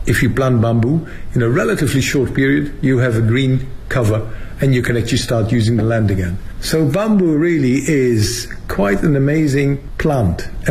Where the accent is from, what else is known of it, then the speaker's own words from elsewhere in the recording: Netherlands; now in Beijing, China; I'm actually from the Netherlands originally, but I'm currently the director general of the International Bamboo and Rattan Organization, based here in Beijing, in China.